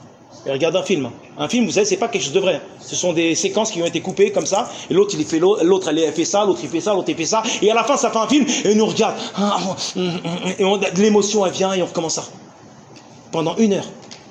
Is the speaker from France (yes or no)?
no; Tunisia; moi je viens de Tunisie